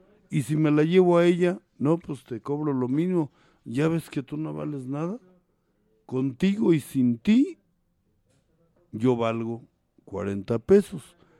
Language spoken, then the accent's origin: Spanish; Mexico; más el mexicano, porque yo soy mexicano